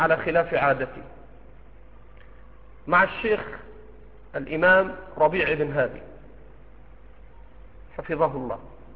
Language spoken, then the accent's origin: Arabic; Egypt; accent: Egyptian; يأكل على جرمان على لهجتنا المصرية